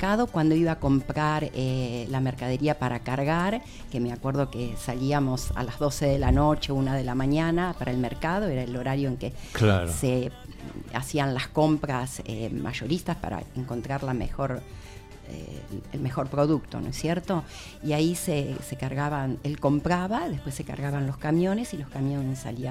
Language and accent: Spanish; Sarandí, Buenos Aires Province, Argentina; una calle que recuerdo con nostalgia era donde yo vivía de chica, era en Sarandí